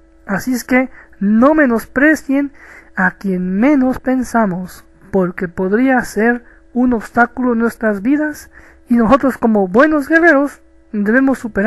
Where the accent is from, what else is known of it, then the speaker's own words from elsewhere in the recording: Mexico; de México, el cóndor de Latinoamérica.